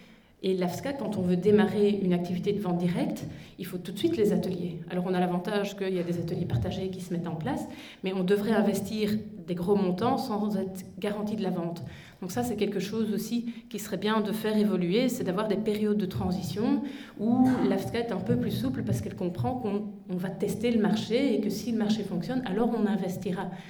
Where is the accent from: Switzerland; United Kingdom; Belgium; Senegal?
Belgium; La Roche-en-Ardenne, Wallonia; moi, je ne viens pas du pays de Herve, je viens de la Roche-en-Ardenne et je travaille à Namur.